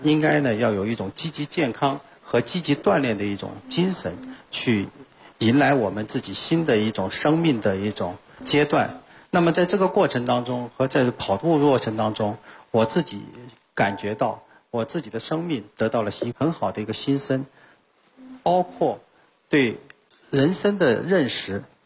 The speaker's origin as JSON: {"language": "Chinese", "country": "China", "said": "我每次去跑到国外的时候我都带着一面国旗，到终点的时候呢或者在路上的时候都告诉大家我是中国人"}